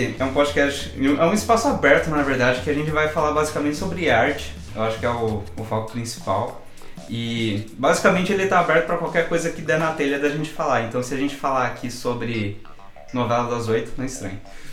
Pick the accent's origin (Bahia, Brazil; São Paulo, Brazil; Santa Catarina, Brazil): São Paulo, Brazil; Jundiaí; Nós dois somos de Jundiaí, né?